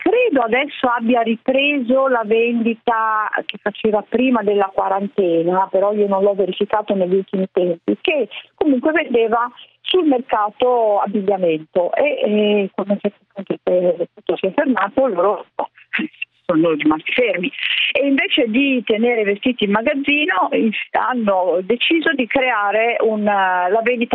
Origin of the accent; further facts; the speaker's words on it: Genoa, Liguria, Italy; io sono genovese, quindi sentir parlare Costa Crociere mi ricorda sempre quando ero ragazzina, vivevo sul mare. Adesso vivo su un lago, però non è lo stesso.